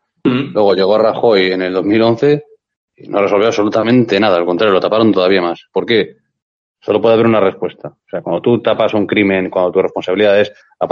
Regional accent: Santander, Cantabria, Spain; yo soy de Santander, ¿vale? Yo he ido a Asturias muchas veces, he ido a Madrid muchísimas veces desde Santander.

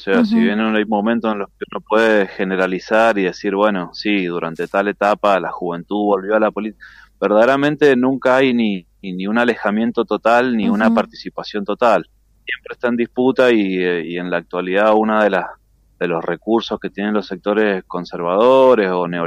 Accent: Argentina; Como pueblo argentino creo que tenemos una trayectoria larguísima

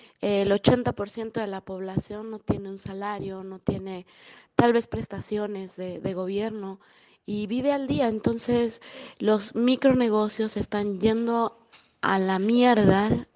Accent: Mexico; now in Querétaro, Mexico; Yo soy de México. Vivo en una ciudad muy pequeña, relativamente pequeña, llamada Querétaro, muy cerca de la Ciudad de México.

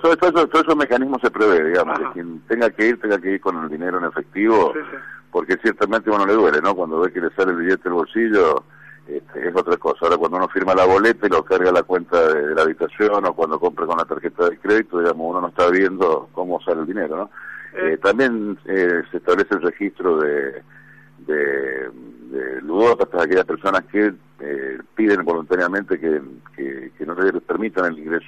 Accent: Mendoza, Argentina; yo soy mendocino, tiro obviamente para la provincia

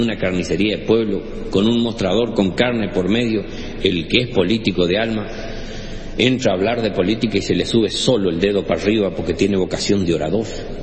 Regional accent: Chaco, Argentina; Yo no sé si alguna vez les dije que soy del Chaco. Sí, ¿no? Más o menos.

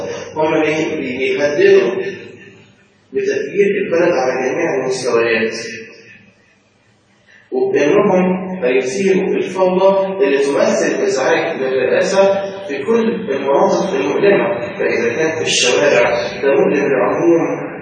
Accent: Mansoura, Dakahlia, Egypt; احنا عندنا في المنصورة

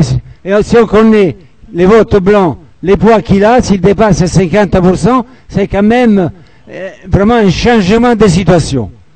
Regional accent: Italy; qu'en Italie, je suis italien

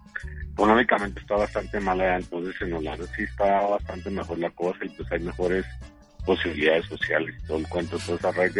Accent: Bogotá, Colombia; born there; also born or lived in Europe; yo soy nacido en Colombia.

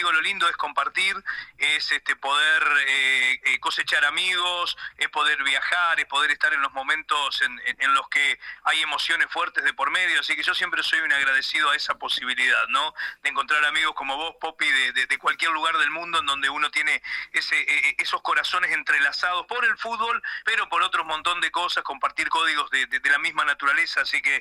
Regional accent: Concordia, Entre Ríos, Argentina; Yo, como bien decías vos, nací en Concordia, frente a Salto, nos une y nos separa y nos une a la vez el hermoso río Uruguay. Así que siempre allá en mi Concordia natal escuché mucho Radio Uruguaya.

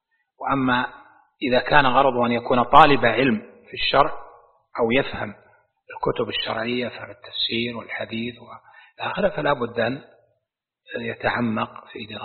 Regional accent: Najd, Saudi Arabia; الكاف شين وقلب الكاف سين، عندنا في نجد مستعملة

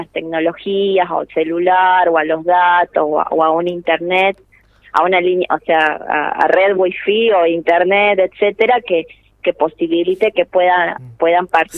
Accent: Chaco, Argentina; yo soy de Chaco y me vinculo al proyecto hace 3 años

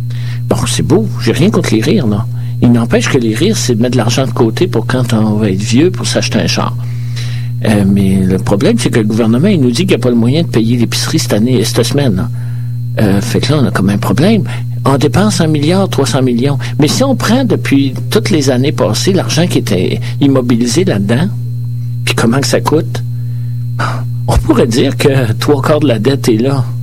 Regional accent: Quebec, Canada; Moi, je viens d'Abitibi, je peux vous en parler.

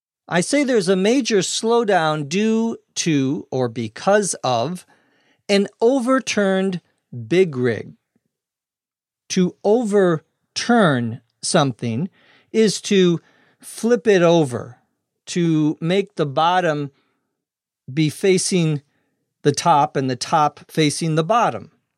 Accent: Minnesota, United States; runs in the middle of the United States through my home state of Minnesota.

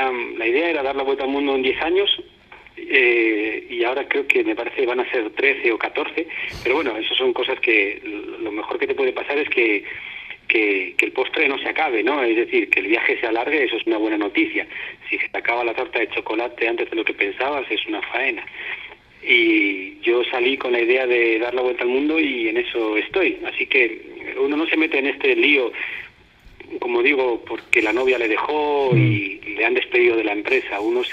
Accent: Spain; moved away; Y de esta manera llevo ya 8 años desde que salí de España.

